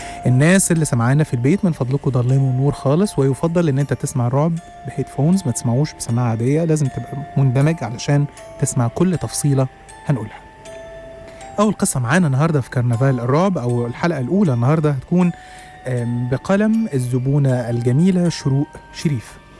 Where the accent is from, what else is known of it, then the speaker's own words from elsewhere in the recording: Egypt; also born or lived in Saudi Arabia; وقلنا وقالوا لنا وإحنا وافقنا إن إحنا هندرس في بلدنا في مصر